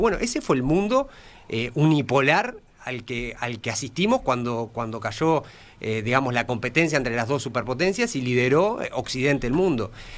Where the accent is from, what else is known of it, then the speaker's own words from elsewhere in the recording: Uruguay; nosotros acá lo vemos lejos, somos uruguayos, no sé qué, estamos acá chiquito, al